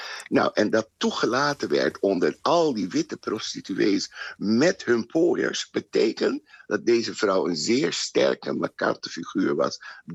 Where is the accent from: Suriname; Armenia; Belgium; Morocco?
Suriname; now in Netherlands; Als je als Surinamer uit Suriname komt, dan neemt je familie je mee om Amsterdam te laten zien.